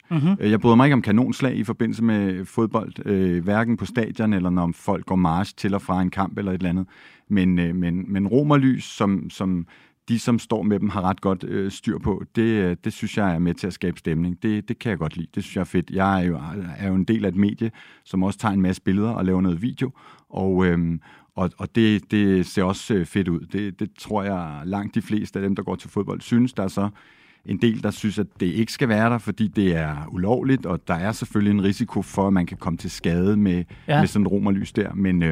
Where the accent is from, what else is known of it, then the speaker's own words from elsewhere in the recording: Copenhagen, Capital Region of Denmark, Denmark; fordi jeg er københavner, københavnerdreng